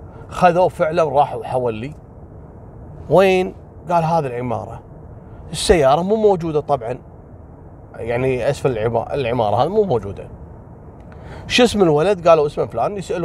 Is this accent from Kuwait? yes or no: yes; Kuwait; قبل أيام عندنا في الكويت، تقريبا قبل 3 أيام أو يومين، حصلت سالفة غريبة جدا.